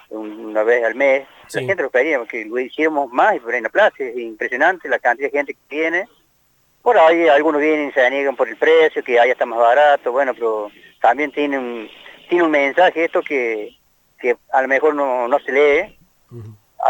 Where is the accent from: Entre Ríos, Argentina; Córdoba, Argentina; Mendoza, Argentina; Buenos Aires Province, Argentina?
Córdoba, Argentina; Las Oscuras; gente de Las Oscuras, donde soy yo